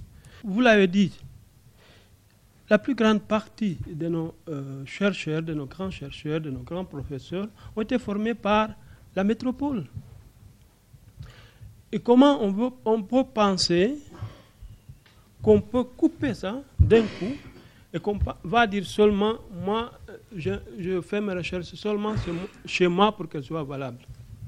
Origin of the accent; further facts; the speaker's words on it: Guinea; je suis guinéen, mais je fais mon doctorat au Mexique et je suis en train de faire les recherches en France.